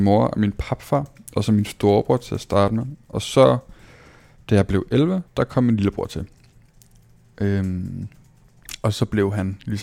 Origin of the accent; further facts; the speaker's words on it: Copenhagen, Capital Region of Denmark, Denmark; født og opvokset i København, flyttet meget som barn